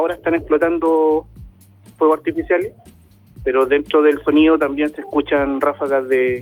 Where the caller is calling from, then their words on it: San Ramón, Santiago Metropolitan, Chile; somos de acá, de San Ramón, la población La Bandera